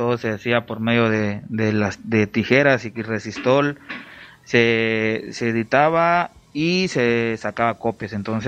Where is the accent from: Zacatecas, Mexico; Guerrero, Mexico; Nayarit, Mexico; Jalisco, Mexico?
Guerrero, Mexico; Acapulco; ya lo acaba de decir mi compa Jaque, y soy del puerto de Acapulco.